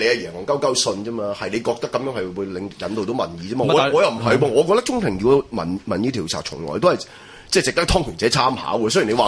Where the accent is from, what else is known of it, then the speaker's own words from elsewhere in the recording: China; 咁我系中国人啊嘛，大家都中国人啊嘛。